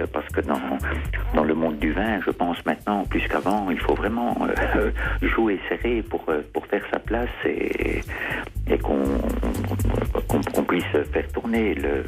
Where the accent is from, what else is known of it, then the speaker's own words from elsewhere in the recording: Namur, Wallonia, Belgium; now in Gigondas, France; Oh, je suis originaire de Namur, au centre de la Belgique francophone.